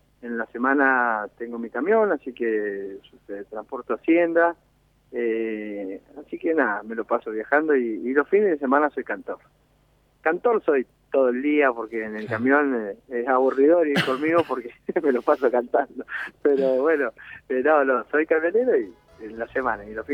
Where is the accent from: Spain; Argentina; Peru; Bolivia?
Argentina; Choele Choel, Río Negro; also born or lived in Viedma; now in Darwin, Argentina; cuando tenía unos 4 años, 5, antes de los 5, me vine a Chuele a vivir. Y bueno, viví toda mi juventud en Chuele ahí, mi infancia. Uh-huh. Y bueno, después por las cosas de la vida, me llevaron a Darwin